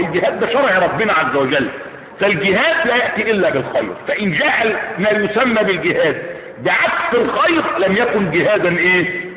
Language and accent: Arabic; Egypt; انظروا في بلادنا مصر على سبيل المثال